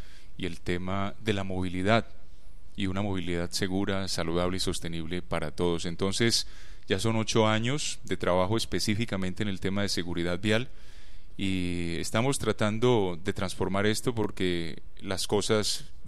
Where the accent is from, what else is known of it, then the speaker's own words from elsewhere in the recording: Valle del Cauca, Colombia; now in Medellín, Colombia; Yo soy un vallecaucano, yo vivo aquí en Medellín hace 15 años, que vine a trabajar con la Universidad de Antioquia.